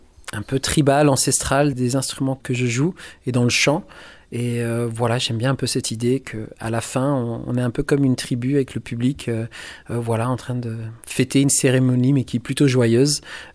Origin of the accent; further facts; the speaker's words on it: Australia; also born or lived in Colombia; je suis né en Colombie. Et voilà, j'étais adopté par une famille française, mais qui travaillait en Australie. Donc, je suis parti en Australie très tôt. J'ai grandi là-bas.